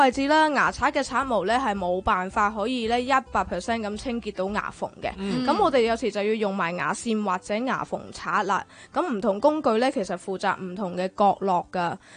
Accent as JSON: {"language": "Cantonese", "country": "China", "said": "譬如我哋中國人啦，中意損骨，中意食硬嘢啊"}